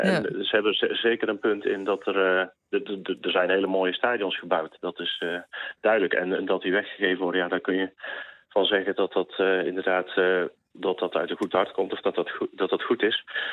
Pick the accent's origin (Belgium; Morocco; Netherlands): Netherlands; ik kom uit Nederland natuurlijk, maar ik kan amper 10 minuten buiten lopen daar.